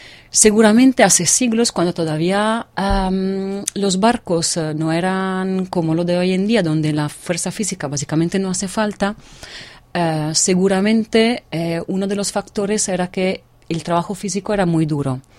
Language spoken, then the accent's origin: Spanish; Venice, Veneto, Italy; llevo años, soy de Venecia, llevo años ocupándome de marinos